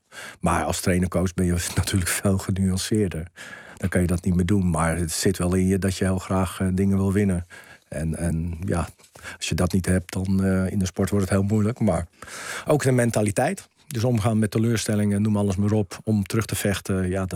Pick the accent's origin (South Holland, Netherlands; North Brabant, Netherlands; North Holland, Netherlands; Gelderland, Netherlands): South Holland, Netherlands; Ik ben opgegroeid in het Rotterdamse.